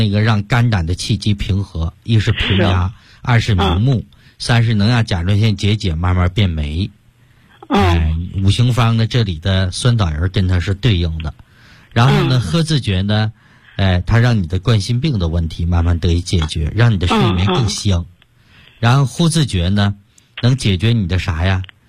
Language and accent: Chinese; Shandong, China; 我们山东人一个最大的优点就是中庸之道